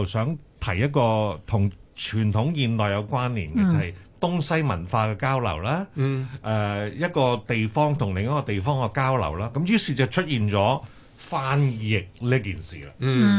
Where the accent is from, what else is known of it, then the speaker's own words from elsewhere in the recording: Hong Kong; 譬如我們香港人呢叫、的士